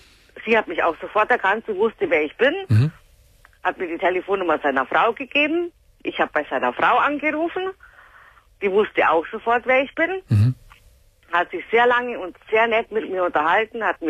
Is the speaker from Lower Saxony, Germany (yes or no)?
no; Gersthofen, Bavaria, Germany; now in Munich, Germany; Also ich wohne in München. Und er wohnt in Gersthofen, da wo ich aufgewachsen bin.